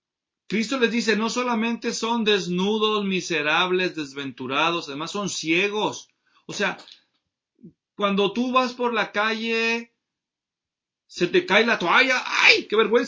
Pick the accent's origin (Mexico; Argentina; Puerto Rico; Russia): Mexico; Yo crecí en México, soy mexicano, para los que nos ven en otros países.